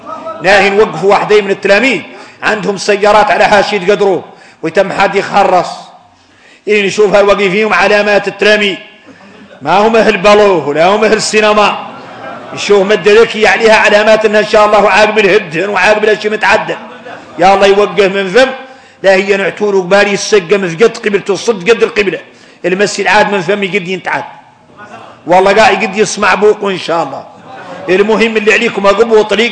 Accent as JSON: {"language": "Arabic", "country": "Mauritania", "said": "احنا عندنا موريتاني"}